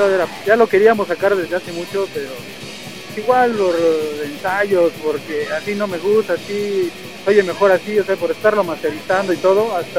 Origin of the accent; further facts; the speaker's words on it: Tlalnepantla, State of Mexico, Mexico; De Tlane, bueno, yo soy de Tlane y ellos son de Aragón. Pero normalmente son nuestros rumbos del norte.